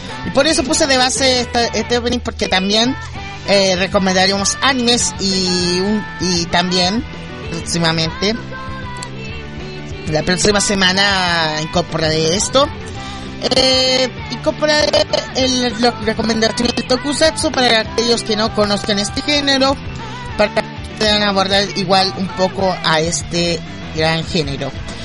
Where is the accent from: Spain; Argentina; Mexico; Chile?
Chile; por si no saben mi acento, yo soy de Chile.